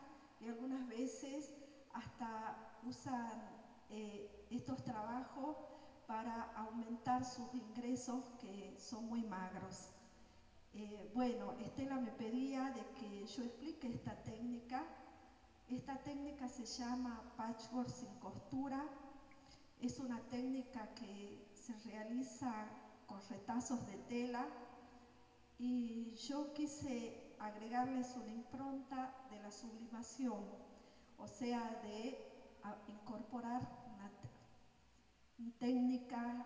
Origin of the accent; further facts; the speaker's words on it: Salta, Argentina; Yo soy de aquí, de Salta, hermana de César.